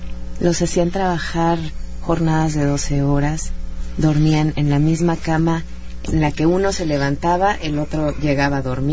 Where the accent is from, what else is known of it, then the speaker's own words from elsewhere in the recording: Mexico; de que es que somos los mexicanos